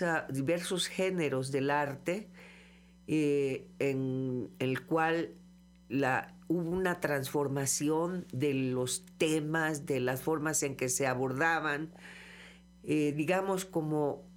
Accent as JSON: {"language": "Spanish", "town": "Cosamaloapan", "region": "Veracruz", "country": "Mexico", "tie": "born or raised there", "said": "me tocó estar en Cosamaloapan, Veracruz, de donde yo soy originaria, y allá el movimiento no se dio."}